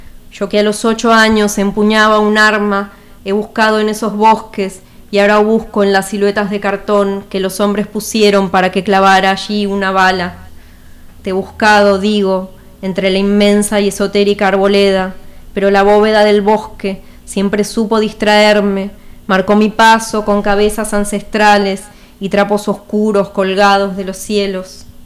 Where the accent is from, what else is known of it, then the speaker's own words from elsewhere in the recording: San Juan, Argentina; Así es, soy pero de San Juan.